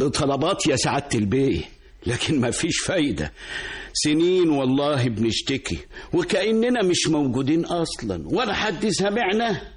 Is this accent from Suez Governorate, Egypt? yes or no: no; Kafr El Genena El Qebli, Gharbia, Egypt; في شبكة الصرف الصحي في قريتنا اللي هي قرية كفر الجنينة القبلي مركز المحلة الكبرى بمحافظة الغربية